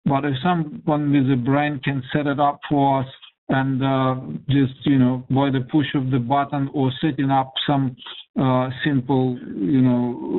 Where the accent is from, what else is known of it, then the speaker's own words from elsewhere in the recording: Russia; English is a second language; I'm from Russia, remember?